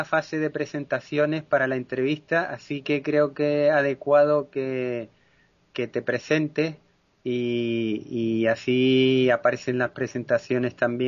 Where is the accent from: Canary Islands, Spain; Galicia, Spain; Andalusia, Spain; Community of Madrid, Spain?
Canary Islands, Spain; La Palma; De la isla de La Palma, archipiélago canario.